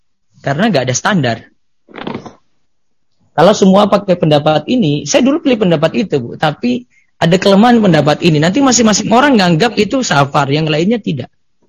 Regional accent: Gunung Kidul, Special Region of Yogyakarta, Indonesia; Kita orang Gunung Kidul cuma heran aja.

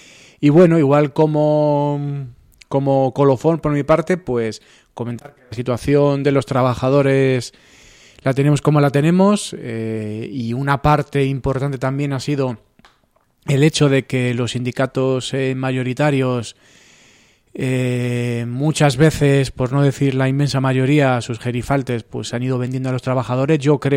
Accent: Madrid, Community of Madrid, Spain; como madrileños, yo creo

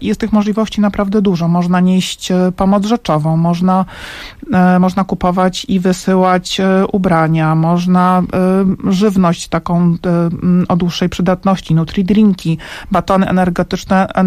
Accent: Warsaw, Masovian Voivodeship, Poland; ja jestem warszawianką i od początku tego kryzysu uchodźczego jestem aktywna

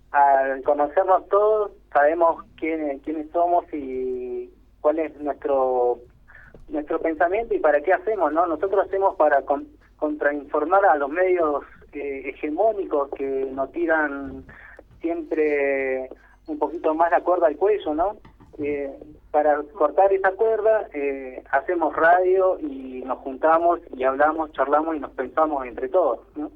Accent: El Maitén, Chubut, Argentina; Ahora estamos viviendo acá con Doña Casi, Cañiñahue. En el Maitén somos de acá del Maitén, directamente ya.

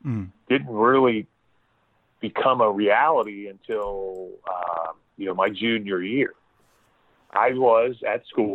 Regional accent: Florida, United States; Stetson, because I grew up in Florida

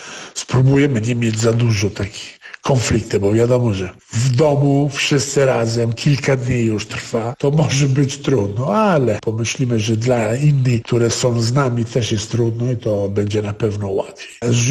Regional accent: Italy; Polish is a second language; Ale wiecie, ja jestem Włochem, także u nas co 30 kilometrów ludzi zmienią troszkę sposób interpretacji.

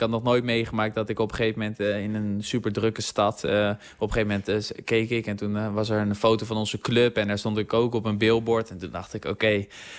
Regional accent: South Holland, Netherlands; Ik kom uit de regio van Den Haag natuurlijk.

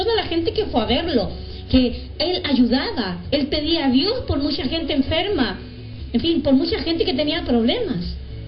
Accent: Chile; moved away; Yo desde que llegué de Chile, piensa que hace muchos años, van a ser 25 años en noviembre

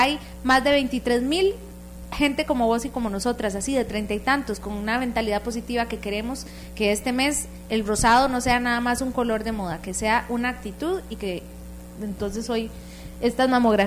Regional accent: Costa Rica; cómo somos las mujeres costarricenses en términos de verdadera valoración de nuestra salud

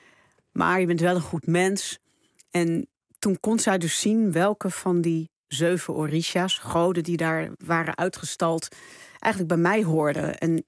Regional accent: Netherlands; also born or lived in Suriname; Ik woonde toen in Suriname. En ik had er altijd ook wel in mijn... Toen ik opgroeide in Nederland...

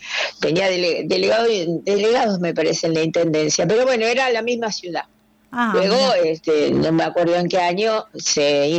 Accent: La Plata, Buenos Aires Province, Argentina; also born or lived in Ensenada; Sí, yo nací en Ensenada, pero me crié acá en Plata siempre, sí, sí.

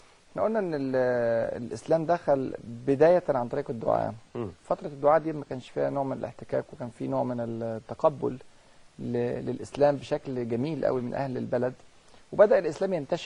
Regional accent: China; Arabic is a second language; احنا عندنا في الصين 3 ديانات رئيسية،

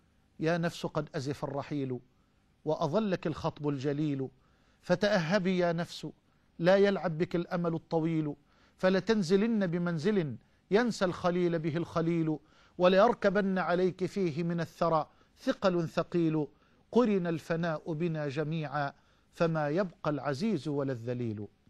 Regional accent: Egypt; اللهم اجعل بلدنا مصر أمنا أمانا، سخاء رخاء

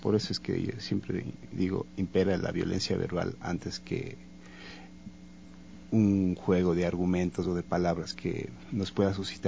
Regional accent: Cuenca, Azuay, Ecuador; yo no soy de aquí, yo soy de la Suay, yo soy cuencano

